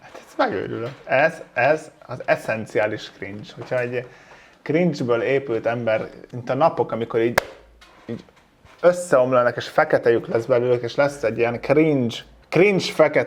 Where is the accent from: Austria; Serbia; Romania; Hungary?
Hungary; Mondjuk vidéken köszönök, mert kisfaluban lakunk 1000 ember, és hát nem lakok ott, de hogy onnan származom, de Budapesten.